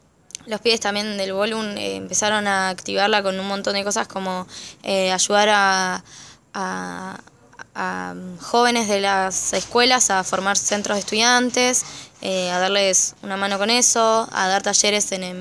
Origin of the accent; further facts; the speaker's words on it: Bahía Blanca, Buenos Aires Province, Argentina; pero el resto somos todas de Bahía. Y de Bahía, somos todes de Bahía.